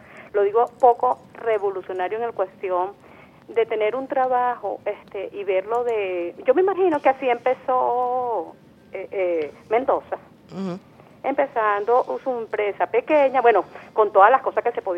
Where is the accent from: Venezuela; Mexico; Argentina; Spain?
Venezuela; cómo vamos a evolucionar nosotros como venezolanos.